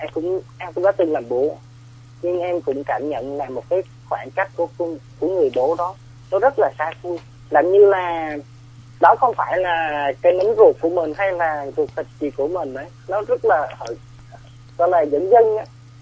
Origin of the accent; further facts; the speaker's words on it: Ho Chi Minh City, Vietnam; Tại em đến từ thành phố Hồ Chí Minh.